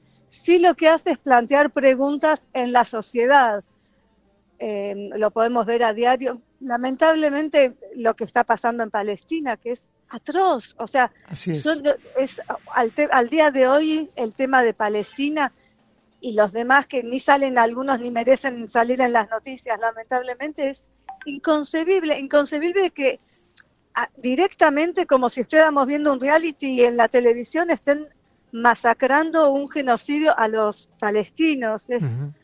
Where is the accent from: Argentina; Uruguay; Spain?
Argentina; sí soy inmigrante, me reconozco como inmigrante, aunque crecí toda la vida en Argentina. Pero bueno, sé que hay una parte mía que viene de otro lado, ¿no?